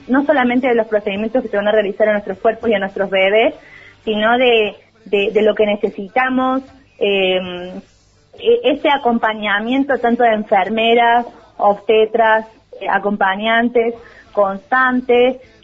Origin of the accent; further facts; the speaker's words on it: Córdoba, Argentina; este grupo de personas que somos del Departamento San Alberto